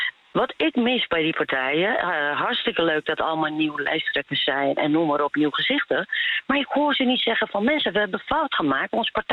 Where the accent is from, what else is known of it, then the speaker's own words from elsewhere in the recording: Netherlands; ik ben geen blonde Nederlander, maar ik ben een Nederlander.